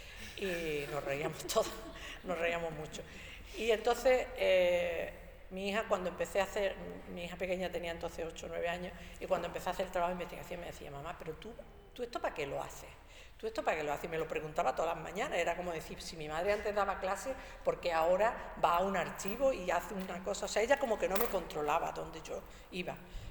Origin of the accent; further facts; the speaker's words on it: Andalusia, Spain; soy mujer andaluza y soberanista.